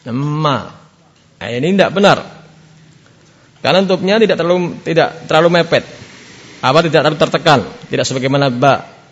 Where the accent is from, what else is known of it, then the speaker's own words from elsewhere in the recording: Java, Indonesia; Saya sendiri orang Jawa.